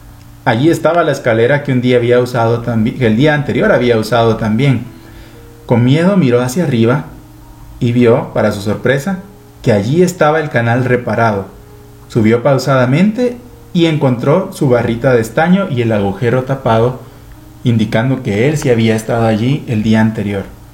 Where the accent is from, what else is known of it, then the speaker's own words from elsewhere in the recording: Guatemala; Es un libro que, como guatemaltecos, es bueno que lo tengamos.